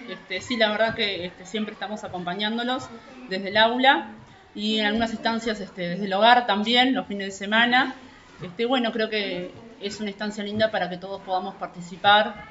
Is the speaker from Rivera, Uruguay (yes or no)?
yes; Rivera, Uruguay; viví toda mi infancia allá, parte de mi adolescencia, tuve que salir del pueblo cuando fui a estudiar magisterio, me fui a la propia ciudad de Rivera.